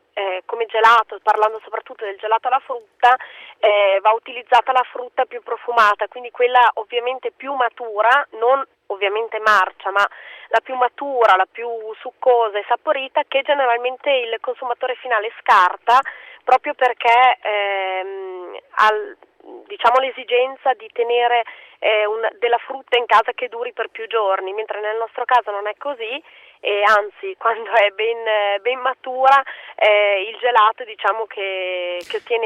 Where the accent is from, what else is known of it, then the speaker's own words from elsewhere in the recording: Lombardy, Italy; Noi siamo del Basso Mantovano, quindi il mercato contadino di Mantova ormai ci conoscono tutti